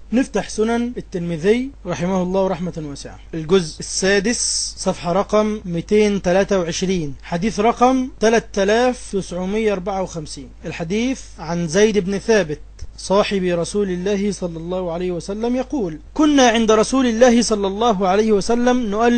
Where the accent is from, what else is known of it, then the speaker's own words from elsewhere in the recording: Egypt; اللي بيدرس في المدارس عندنا في مصر